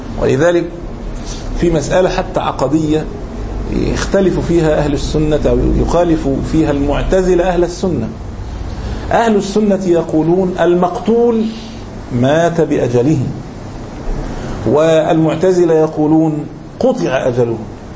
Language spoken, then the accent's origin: Arabic; Egypt; مليم زي ما يقول احنا عندنا في مصر